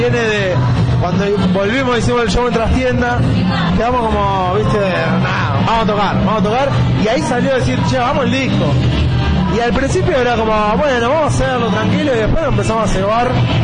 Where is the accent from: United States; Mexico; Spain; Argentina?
Argentina; Berazategui, Buenos Aires Province; Nosotros somos del sur, somos de Berazategui, vino mucha gente de allá